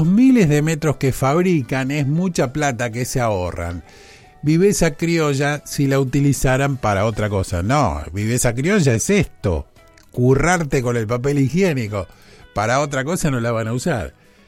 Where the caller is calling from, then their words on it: Saladillo, Buenos Aires Province, Argentina; de Saladillo